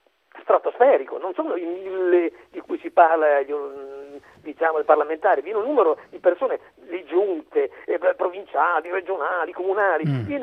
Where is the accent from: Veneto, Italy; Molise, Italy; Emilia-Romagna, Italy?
Emilia-Romagna, Italy; Bologna; Sono di Bologna, comunque la stessa cosa